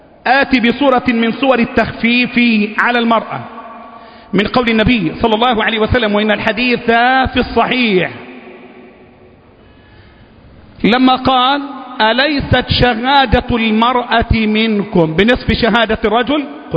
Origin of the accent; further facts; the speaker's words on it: Egypt; اللهم احفظ بلدنا مصر، اللهم احفظ الموحدين فيها،